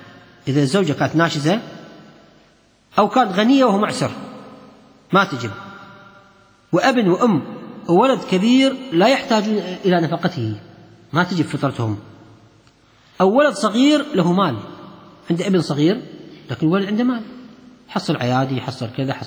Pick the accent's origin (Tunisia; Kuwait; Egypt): Kuwait; كان في شخص عندنا في الكويت